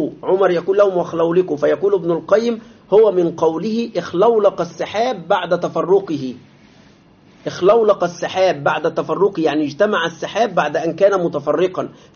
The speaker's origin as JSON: {"language": "Arabic", "country": "Egypt", "said": "ولذلك حتى إلى الآن عندنا في مصر بعض هذه الأماكن باسمها"}